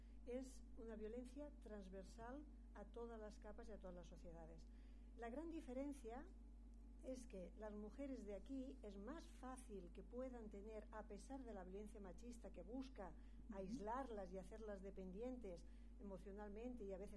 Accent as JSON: {"language": "Spanish", "town": "Alicante", "region": "Valencian Community", "country": "Spain", "tie": "born there", "said": "yo nací en Alicante, de padre de Guadalajara y madre de la provincia de Alicante misma. Tengo 57 años"}